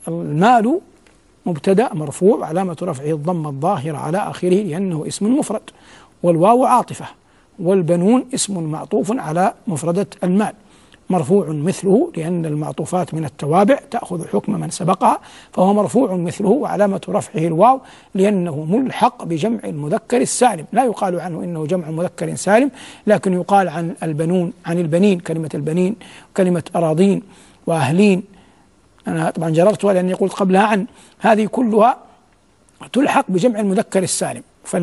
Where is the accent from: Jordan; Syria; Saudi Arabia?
Saudi Arabia; وفي بلادنا المملكة العربية السعودية، لأن السائل منها، تعلمون أن القضاء ولله الحمد قضاء شرعي مبارك